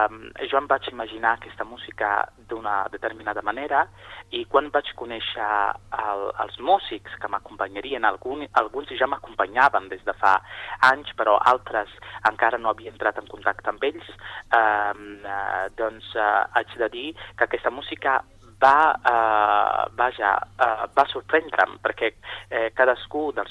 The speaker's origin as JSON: {"language": "Catalan", "region": "Sicily", "country": "Italy", "tie": "born or raised there", "said": "Doncs soc originari de Sicília. Vaig viure la meva infància en aquesta illa preciosa del Mediterrani."}